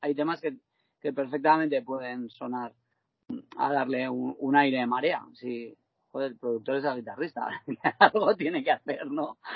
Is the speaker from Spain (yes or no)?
yes; Teruel, Aragon, Spain; yo me siento súper querido en mi tierra, ¿sabes? Porque, a ver, primero yo llevo 25 años haciendo música en Teruel